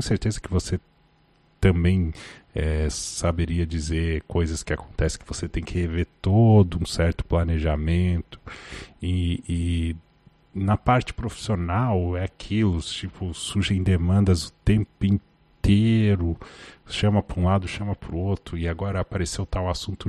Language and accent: Portuguese; Lages, Santa Catarina, Brazil; seria onde eu cresci, a minha casa original, assim, em Lages, Santa Catarina